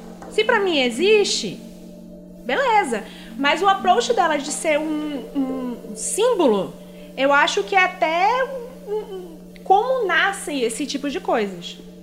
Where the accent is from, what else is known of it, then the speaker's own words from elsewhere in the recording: Manaus, Amazonas, Brazil; also born or lived in Rio Grande do Sul; now in São Paulo, Brazil; eu sou gaúcha. Minha família... É do Nordeste, eu fui criada em Manaus.